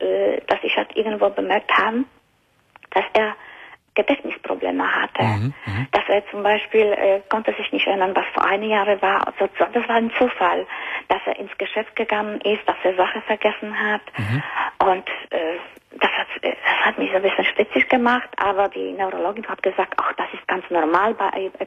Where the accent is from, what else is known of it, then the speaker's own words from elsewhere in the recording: Luxembourg; German is a second language; Aus Benelux-Ländern. Aus Luxemburg.